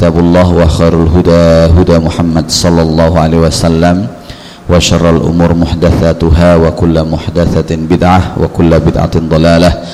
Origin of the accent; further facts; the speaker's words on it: Paciran, East Java, Indonesia; also born or lived in Egypt; Saya asli orang Jawa Timur, orang Lamongan, Pantura. Tepatnya desa dusun Paciran, desa Paciran, kecamatan Paciran. Kalau pernah ke WBL, insya Allah lewat depan rumah saya.